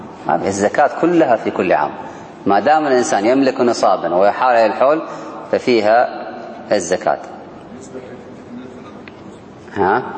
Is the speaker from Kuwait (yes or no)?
yes; Kuwait; احنا عندنا في الكويت ما أدري عندكم